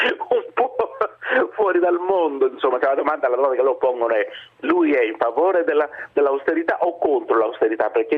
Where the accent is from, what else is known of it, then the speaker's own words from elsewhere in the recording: Greece; d'Europa dentro il Parlamento greco e adesso anche al Parlamento europeo sicuramente non è che fa onore al mio paese